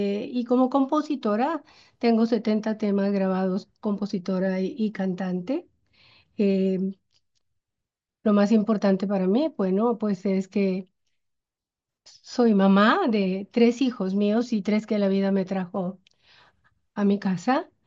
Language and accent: Spanish; Monterrey, Nuevo León, Mexico; born there; Nací aquí en Monterrey. Aquí vivo dentro del estado de Nuevo León.